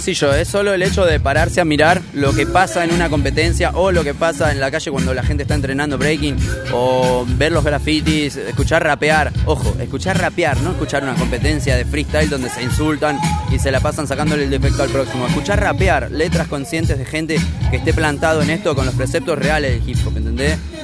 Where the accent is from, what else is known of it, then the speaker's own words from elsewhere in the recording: Miramar, Buenos Aires Province, Argentina; yo tengo 33, estoy desde los 15, ¿entendés? Yo soy de Miramar, de al lado de Mar del Plata